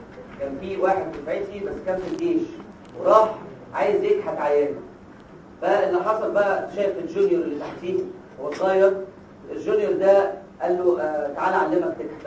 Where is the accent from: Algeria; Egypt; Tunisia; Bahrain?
Egypt; يعني مش عارف عندنا في مصر ايه